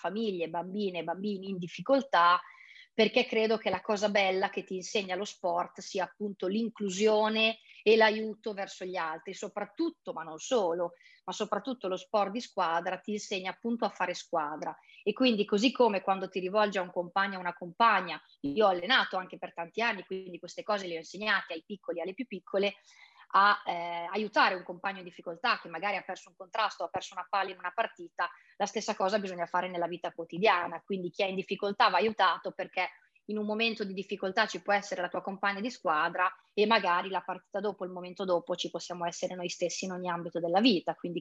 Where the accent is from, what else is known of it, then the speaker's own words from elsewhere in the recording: Emilia-Romagna, Italy; born there; che è il quartiere Navile, e ho giocato anche, fatto calcio in San Donato. Sono un po' i due quartieri che, dove vivo, dove sono nata, dove abito e dove ho praticato molte attività sportive.